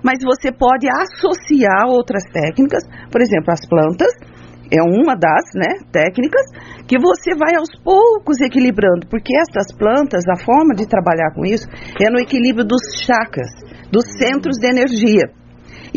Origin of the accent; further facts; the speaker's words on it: São José dos Campos, São Paulo, Brazil; Eu sou de São José dos Campos, eu nasci aqui na zona rural